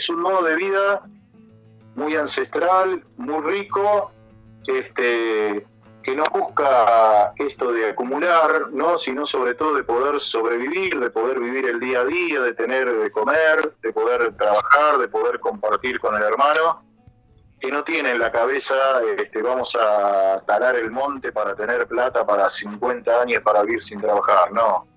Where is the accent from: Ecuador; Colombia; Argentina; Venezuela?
Argentina; Buenos Aires; moved away; como cura que vine de Buenos Aires, que fui formado, digamos, en Buenos Aires